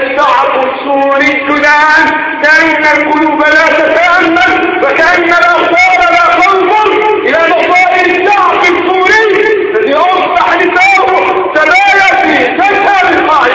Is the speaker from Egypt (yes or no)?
yes; Egypt; أهل بلدنا مصر وعلى شعبها وعلى جيشها وعلى سلطتها